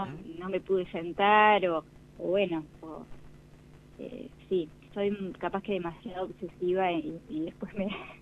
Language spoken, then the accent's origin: Spanish; Buenos Aires, Argentina; born there; Nací en Capital Federal